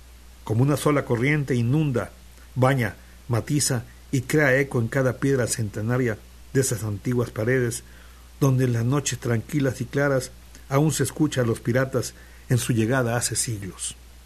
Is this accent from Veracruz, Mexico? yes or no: yes; Veracruz, Mexico; now in Xalapa, Mexico; Pero yo me siento jarocho, ¿ya? Y ahora jalapeño.